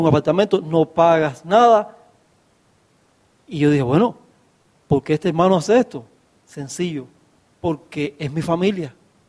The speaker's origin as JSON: {"language": "Spanish", "country": "Cuba", "lives_now": "Bolivia", "said": "Yo no soy boliviano, ¿ves? Y vivo en Bolivia, yo soy cubano."}